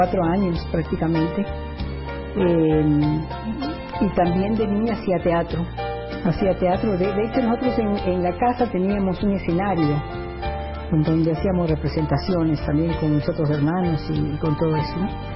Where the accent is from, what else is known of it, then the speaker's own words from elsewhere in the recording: Ecuador; also born or lived in Guatemala; Mi infancia fue aquí en el país, yo nací en Guatemala. Pero nosotros retornamos al Ecuador cuando éramos muy pequeñitos, muy chicos.